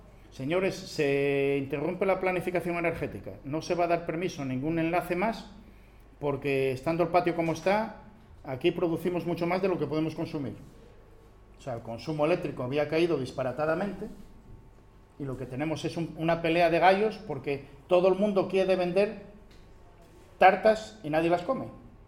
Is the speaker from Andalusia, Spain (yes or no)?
no; Asturias, Spain; Hará unos 20 y pico años yo soy del Nalón, yo subía a Tarna